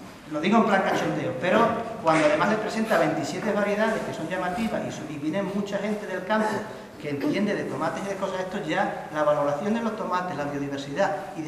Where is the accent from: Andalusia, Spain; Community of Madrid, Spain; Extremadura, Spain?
Extremadura, Spain; Pallares; es en Pallares, en mi pueblo